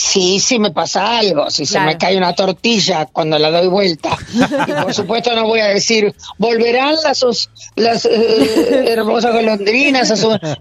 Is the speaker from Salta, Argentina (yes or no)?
no; Buenos Aires, Argentina; yo nací en Barrio Norte, pero me crié, no es que me mudé.